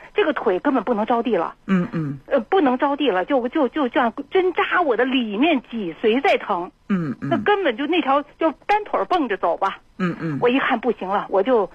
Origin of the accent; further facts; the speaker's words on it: Beijing, China; 我是北京人，我是北京人，64岁，今年64岁。